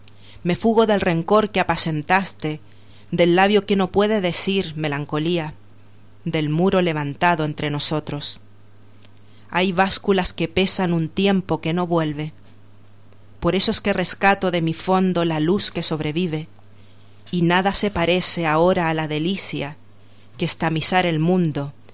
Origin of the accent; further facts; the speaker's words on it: Chile; moved away as an adult; yo soy de origen chileno, aunque he vivido aquí 13 años, y también he tratado en mi poesía de reflejar un poco, porque nací en dictadura, no conocí la democracia hasta que tenía pues 11 años más o menos